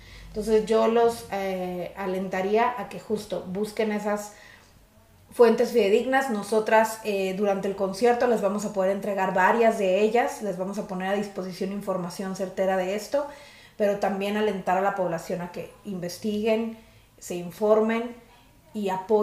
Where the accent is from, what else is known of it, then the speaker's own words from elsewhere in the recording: Mexico; quienes sí tendríamos que estar pidiendo justicia por ella somos la sociedad mexicana